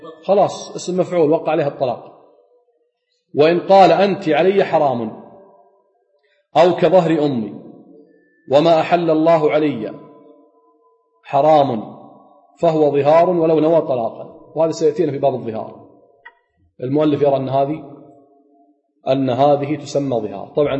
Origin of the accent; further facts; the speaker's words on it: Kuwait; عندنا بالكويت يقول لها تجيك ورقتك